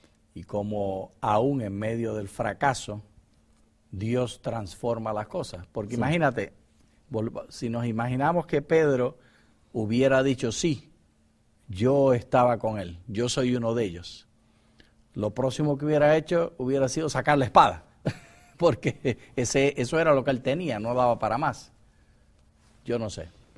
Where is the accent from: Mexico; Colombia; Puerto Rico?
Puerto Rico; que tú eres venezolano, que yo soy puertorriqueño